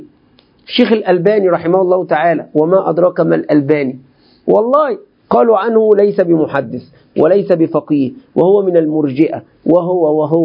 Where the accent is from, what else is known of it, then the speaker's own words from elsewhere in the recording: Egypt; الخوارج عندنا في مصر، الخوارج عندنا في مصر يقولون هذا منذ قديم